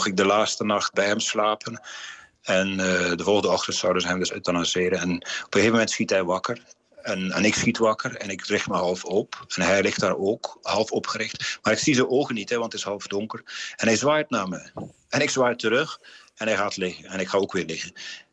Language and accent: Dutch; West Flanders, Belgium; moved away as an adult; now in Netherlands; Ik ben West-Vlaming van nature. Wij zijn dus redelijk uitbundig daar. Maar ik woon nu al 20 jaar in Zeeuws-Vlaanderen. En ik heb misschien een beetje van de Zeese nuchterheid overgenomen.